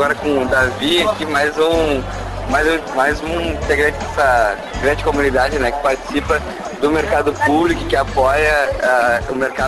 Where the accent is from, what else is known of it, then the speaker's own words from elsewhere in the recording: Porto Alegre, Rio Grande do Sul, Brazil; E eu sou de Porto Alegre, isso aí influi muito